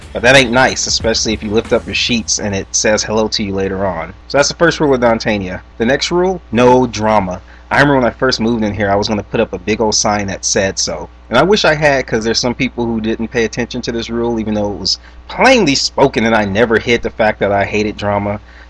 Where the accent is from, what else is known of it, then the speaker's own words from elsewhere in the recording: Los Angeles, California, United States; Growing up, I grew up on Manchester and Western, 89th and Manchester. That's where I grew up when I was little.